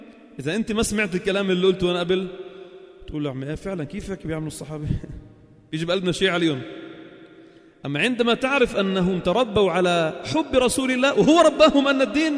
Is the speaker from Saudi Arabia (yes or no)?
no; Palestine; now in Lebanon; ولو صار للمهجرين سنين هاي نحن فلسطينيين ما فيناش نترشح للرئاسة